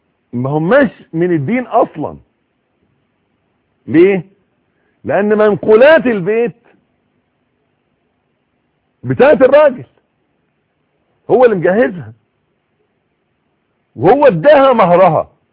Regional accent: Egypt; يبدو الوضع عندنا في مصر، وانا بتكلم على اللي اعرفه

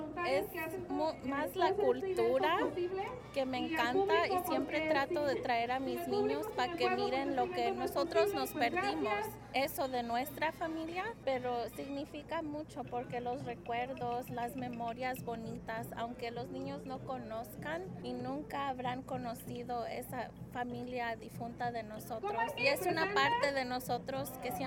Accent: California, United States; born there; yo nací casi solita aquí en los Estados Unidos.

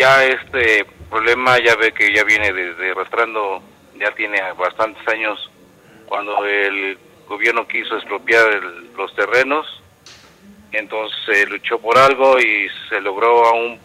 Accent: Atenco, State of Mexico, Mexico; me decía la gente, ¿de dónde vienes? Soy de Atenco.

